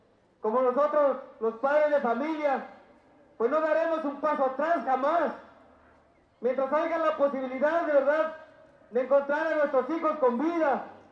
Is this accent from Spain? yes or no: no; Mexico; Entonces, señores, como mexicanos, pues nos corresponde estar ahí en la lucha con ustedes.